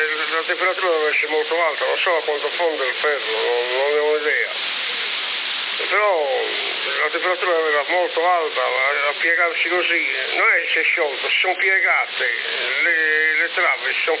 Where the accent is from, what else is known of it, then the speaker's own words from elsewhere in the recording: Bologna, Emilia-Romagna, Italy; Io sono bolognese